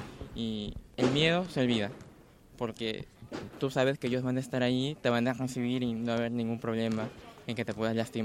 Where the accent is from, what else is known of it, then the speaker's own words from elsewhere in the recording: Lambayeque, Peru; yo soy de Lambayeque, del norte del Perú.